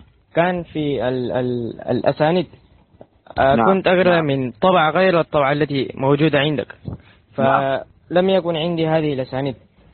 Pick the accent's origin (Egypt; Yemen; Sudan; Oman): Sudan; من السودان.